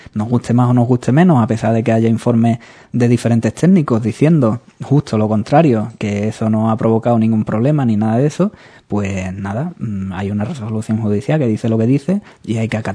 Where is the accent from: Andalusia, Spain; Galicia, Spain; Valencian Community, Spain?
Andalusia, Spain; Bueno, somos andaluces y exageramos un poco